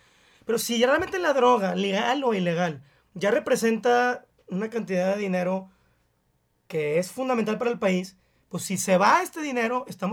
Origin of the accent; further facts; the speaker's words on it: Mexico; que es originalmente para qué nos juntamos como mexicanos